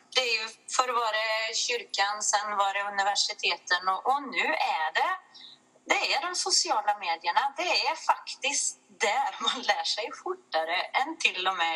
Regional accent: Väse, Värmland, Sweden; jag är ju från Väse då, och vi vill ju gärna se oss som ett eget litet kungadöme här i Väse

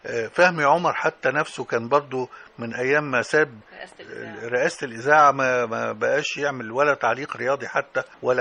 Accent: Damanhur, Beheira, Egypt; فيها شبرا وأنا من شبرا على فكرة، شبرا دمنهور يعني شبرا

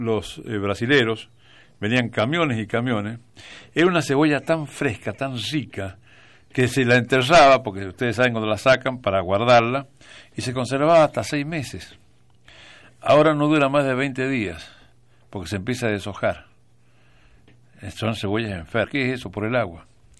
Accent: San Juan, Argentina; Yo porque soy sanjuanino, pero soy argentino.

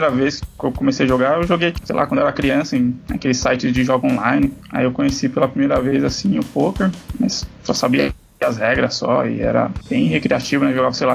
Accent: Guarulhos, São Paulo, Brazil; Sou de Guarulhos, em São Paulo.

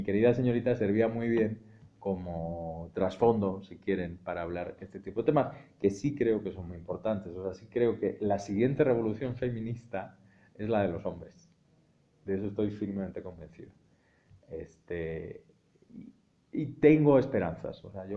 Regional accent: Madrid, Community of Madrid, Spain; born there; ese es el Madrid y esa es la España de esos departamentos, así, donde yo nací en el año 77, 5 años después del estreno de la película, en ese tipo de barrio.

